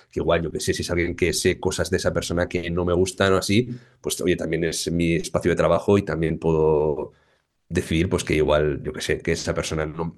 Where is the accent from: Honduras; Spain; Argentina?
Spain; Basauri, Basque Country; yo soy de San Miguel de Basauri, o sea, soy de un barrio pequeño de Basauri, con gente de la casa todo el día, con mis amigos son de Basauri